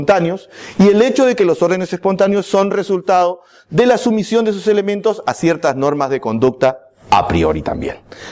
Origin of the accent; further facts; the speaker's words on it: Peru; Vengo desde el Perú